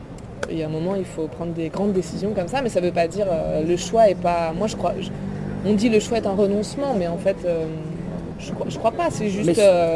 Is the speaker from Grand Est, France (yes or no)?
no; Paris, Île-de-France, France; born there; Non, je suis née à Paris.